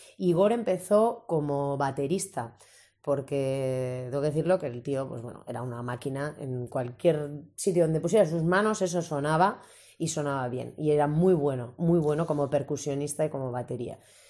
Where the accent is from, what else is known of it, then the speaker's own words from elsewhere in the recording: Getxo, Basque Country, Spain; Claro, yo también soy de Guecho.